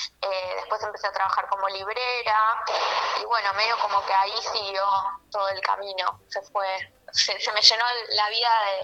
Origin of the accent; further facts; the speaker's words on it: Buenos Aires, Argentina; Yo soy de Buenos Aires, soy del barrio de Villaluro.